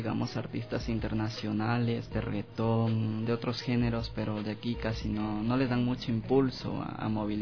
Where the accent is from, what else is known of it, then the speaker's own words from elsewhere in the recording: Ecuador; de hecho somos gente ecuatoriana